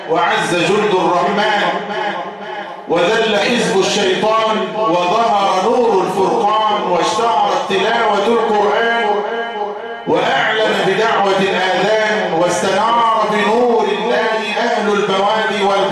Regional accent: Egypt; وأن يصلح بلدنا مصر خاصة

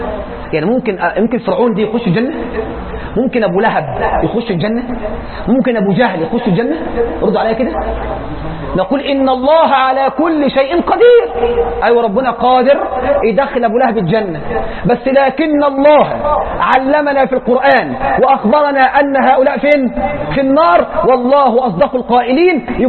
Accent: Egypt; اللهم اجعل بلدنا مصر واحه للامن والامان والسلم والاسلام

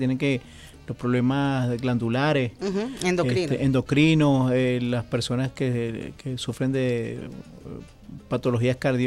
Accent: Venezuela; esa reserva moral que nosotros tenemos que elevar como venezolanos.

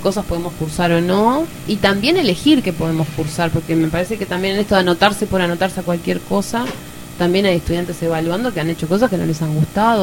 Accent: Uruguay; yo siempre digo que somos bien el uruguayo, siempre le buscamos la vueltita a todo.

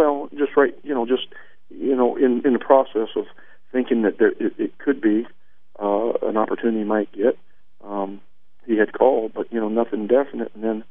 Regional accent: Pittsburgh, Pennsylvania, United States; You know, I'm from Pittsburgh. I was my dad's family is all from Pittsburgh. I grew up an hour north of here, and so I've spent 15 years in the Mid-South.

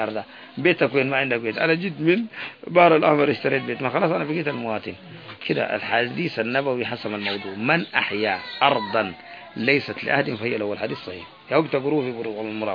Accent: Yemen; أنا يمني والحرف العراق ما كان نقول بالي وباله

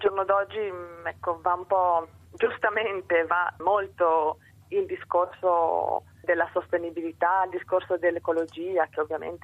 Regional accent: Tarvisio, Friuli-Venezia Giulia, Italy; Io sono di Tarvisio

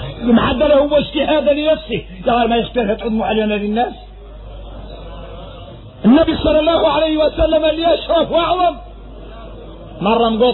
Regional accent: Mauritania; احنا موريتاني

